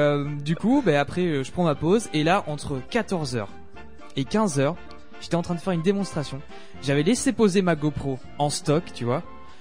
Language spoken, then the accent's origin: French; Libourne, Nouvelle-Aquitaine, France; c'est Libourne. La prochaine fois que t'as envie de me troller, ça sera à Libourne.